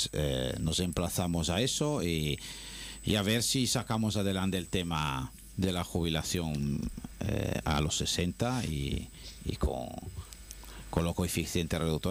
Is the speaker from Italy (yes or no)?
yes; Venice, Veneto, Italy; ha habido ahora uno bastante grave en Venecia, que ha habido ahí en mi tierra, que ha habido muchos muertos